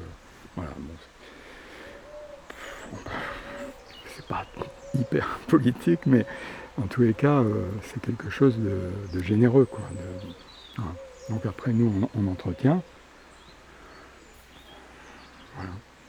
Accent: Paris, Île-de-France, France; moved away as an adult; 47 ans, et j'en avais marre de Paris. Je suis né à Paris, toute ma famille est née à Paris, tu vois, j'ai vécu essentiellement à Paris

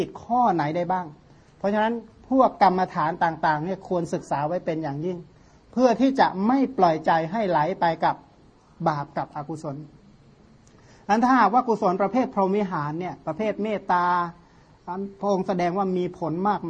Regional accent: Surin, Thailand; กลับบ้านที่สุรินทร์ก็มีที่ค้นตำราได้

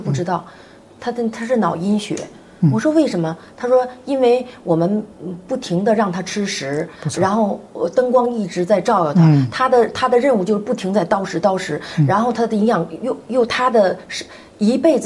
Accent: Northeast China, China; 然后我们东北人特别爱吃那个血肠

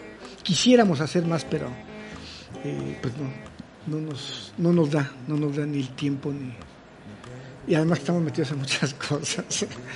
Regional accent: Mexico; Como hombres, como machos mexicanos, lo seguimos haciendo.

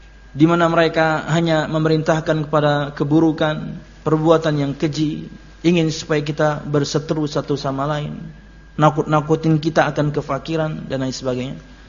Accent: Telawang, South Kalimantan, Indonesia; Saya dulu dari Telawang.

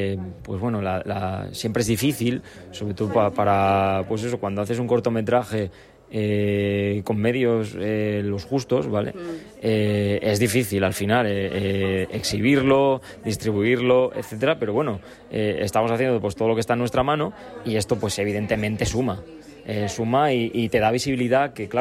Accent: Gijón, Asturias, Spain; porque soy gijonés, la verdad

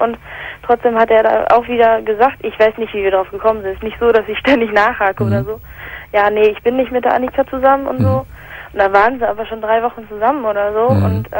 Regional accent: England, United Kingdom; Also ich komme ursprünglich aus England

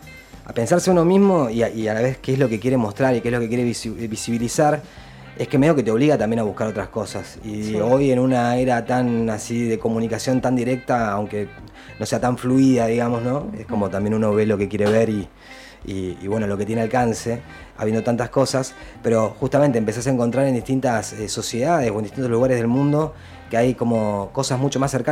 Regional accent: Río Negro, Argentina; Yo no soy de acá, soy de Río Negro y también tengo como un acercamiento al río de toda la vida.

